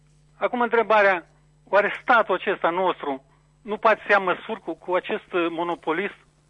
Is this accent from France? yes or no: no; Tușeni, Moldova; sunt din Tușeni